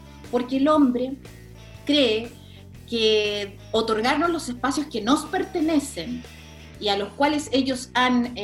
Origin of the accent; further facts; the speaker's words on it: Chile; moved away as an adult; now in Australia; Yo vivo hace 26 años en Australia. Ahora estoy en Chile porque soy chilena, obviamente vengo regularmente.